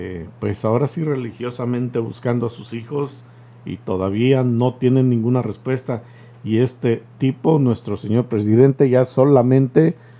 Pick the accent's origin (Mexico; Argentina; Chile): Mexico; Guadalajara, Jalisco; Yo soy de Guadalajara y por ahí cerquita está Tlaquepaque y luego enseguida está por ahí Tlajomulco.